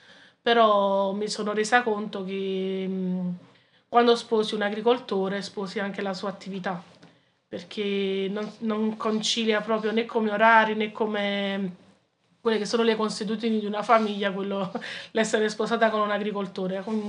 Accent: Naples, Campania, Italy; now in Sant'Anastasia, Italy; 46 anni, sono originaria di Napoli, però vivo ormai da 18 anni sposata con mio marito a Santa Anastasia.

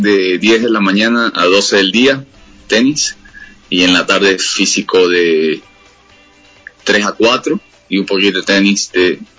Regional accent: Manta, Manabí, Ecuador; De Manta.

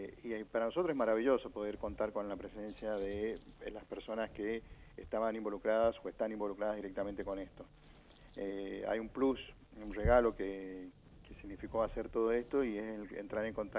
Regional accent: Mendoza, Argentina; el homenaje que le estábamos debiendo nosotros como mendocinos a un mendocino

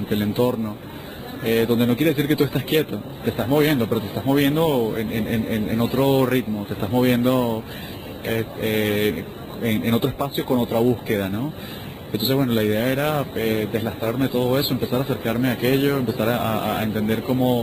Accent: Caracas, Capital District, Venezuela; tiendo a ser muy citadino, tiendo a ser muy como buen caraqueño

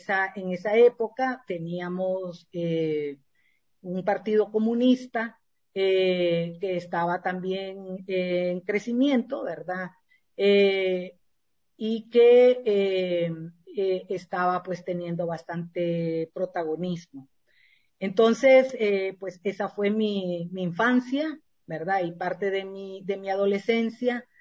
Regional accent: Tegucigalpa, Francisco Morazán, Honduras; born there; Yo nací en Tegucigalpa, Honduras, un 17 de noviembre de 1957, o sea que este año voy a cumplir 65 años.

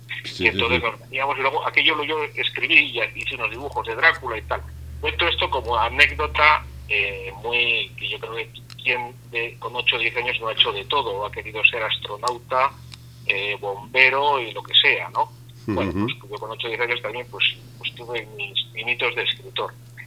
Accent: San Sebastián, Basque Country, Spain; also born or lived in Belgium; Como soy de aquí, de San Sebastián, muy cerquita de la frontera, pues puse el despacho en Francia

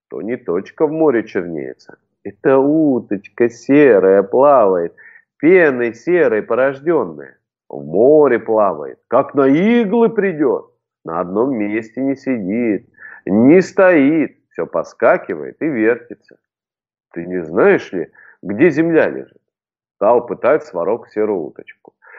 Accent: Krasnoyarsk Krai, Russia; А я, представляешь, вырос на Крайнем Севере, на полуострове Таймыр.

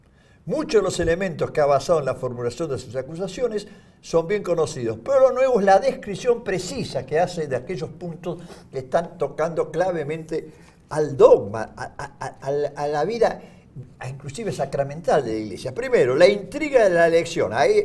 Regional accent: Buenos Aires, Argentina; Yo diría que porteñas. Yo soy porteña, claro.

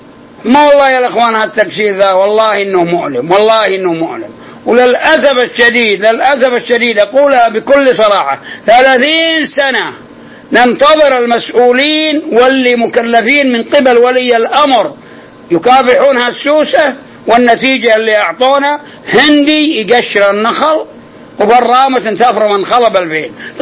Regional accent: Al-Qassim, Saudi Arabia; وحصل عندنا في القصيم عدة نخيل

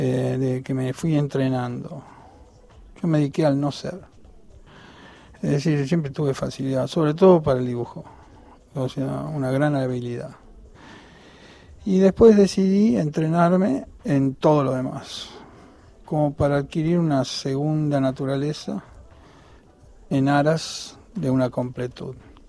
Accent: Buenos Aires, Argentina; Nací en el Sanatorio Tamendi, en Barrio Norte, y después viví toda mi infancia en Villa Devoto.

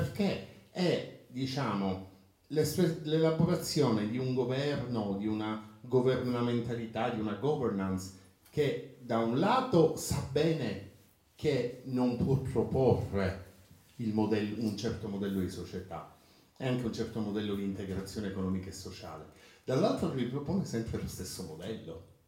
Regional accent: Palermo, Sicily, Italy; Io, per dire, vengo da Palermo, non vado più nel centro storico

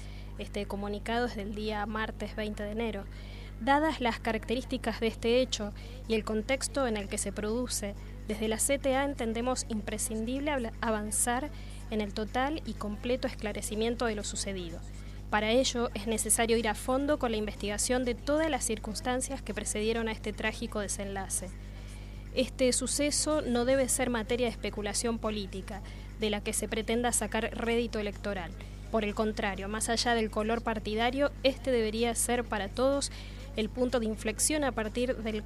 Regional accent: Argentina; somos mayoría los argentinos que hemos aprendido que los problemas de la democracia solo se resuelven con más democracia

